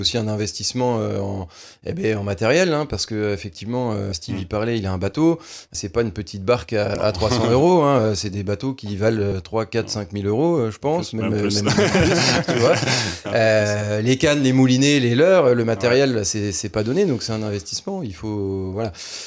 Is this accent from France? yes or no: yes; Grand Est, France; chez nous, en Meurthe-et-Moselle ou en Lorraine